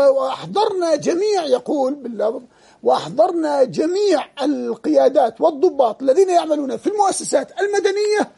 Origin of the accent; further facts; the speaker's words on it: Jordan; في بلدنا الأردن هنا